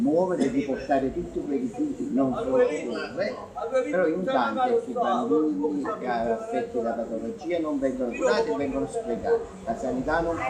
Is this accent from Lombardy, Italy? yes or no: no; Terzigno, Campania, Italy; sono di Terzino, quindi la stessa problematica a Terzino ce l'abbiamo